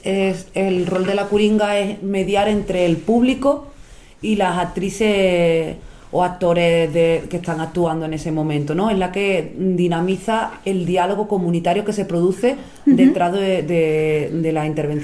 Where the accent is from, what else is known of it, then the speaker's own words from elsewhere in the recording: Puerto Real, Andalusia, Spain; born there; now in Granada, Spain; fue en Puerto Real, en Cádiz, en mi pueblo natal. Allí realizamos un laboratorio, pero no pudimos dar continuidad a la grupa ya que yo resido en Granada.